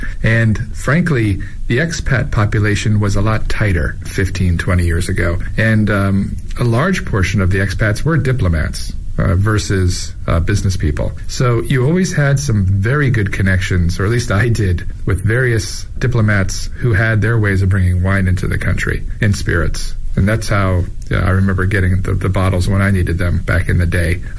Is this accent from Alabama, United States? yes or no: no; New York, United States; now in China